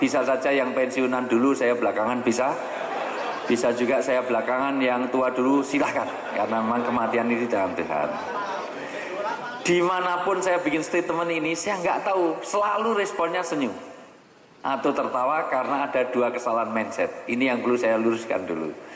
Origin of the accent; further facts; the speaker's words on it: Java, Indonesia; karena saya orang Jawa.